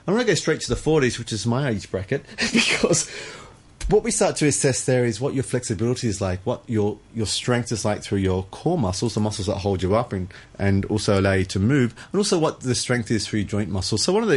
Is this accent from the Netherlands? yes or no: no; Australia; You can tell I'm from Australia. We pronounce things phonetically.